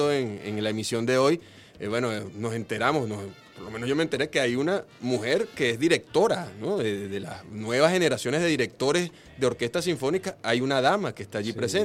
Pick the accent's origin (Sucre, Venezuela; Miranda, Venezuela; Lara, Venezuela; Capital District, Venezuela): Capital District, Venezuela; Caracas; como somos nosotros los caraqueños